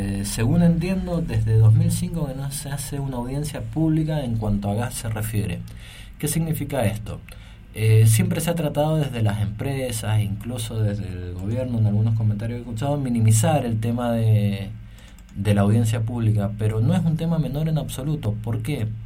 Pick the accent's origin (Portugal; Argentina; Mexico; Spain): Argentina; Nosotros como usuarios, como argentinos, como pueblo, debemos saber cuánto